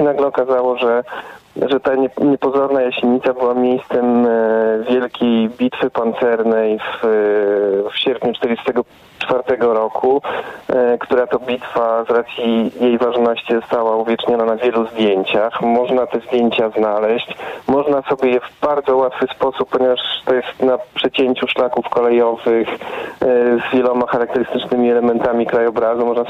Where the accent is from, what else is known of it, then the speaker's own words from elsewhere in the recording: Warsaw, Masovian Voivodeship, Poland; więc my, jako że jesteśmy z Warszawy, to rzuciliśmy okiem trochę dalej